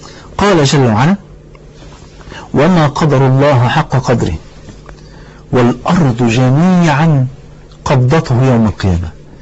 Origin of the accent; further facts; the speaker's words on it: Egypt; مثلا لو انا راجل مصري اهو تمام